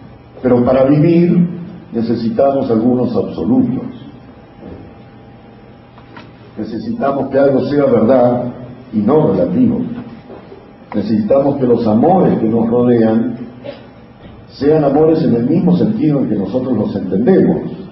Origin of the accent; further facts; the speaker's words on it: Argentina; accent: porteño; Estoy hablando en porteño, en argentino, discúlpenme, pero soy argentino.